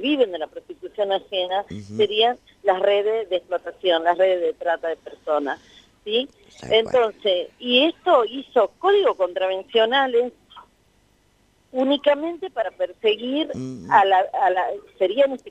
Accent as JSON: {"language": "Spanish", "region": "Tucumán", "country": "Argentina", "said": "yo me considero provinciana también, soy tucumana, sí."}